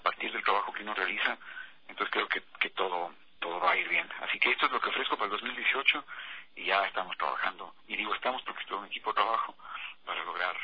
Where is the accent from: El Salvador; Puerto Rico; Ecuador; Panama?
Ecuador; Ambato, Tungurahua; Yo aparecí haciendo radio en mi ciudad natal, yo soy ambateño, desde los 14 años hago radio.